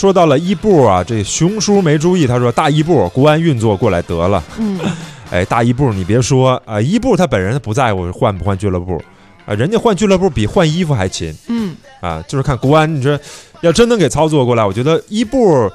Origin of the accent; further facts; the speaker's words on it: China; 咖啡应该是就是好像在我们中国人的这个文化的感觉里边是更年轻的一个饮料。